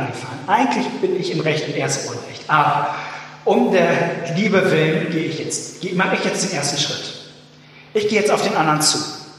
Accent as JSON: {"language": "German", "region": "Hamburg", "country": "Germany", "said": "Und ich finde das irgendwie als Hamburger in einem völlig sonnenlosen November, ist das ein ziemlich attraktives Bild für mich."}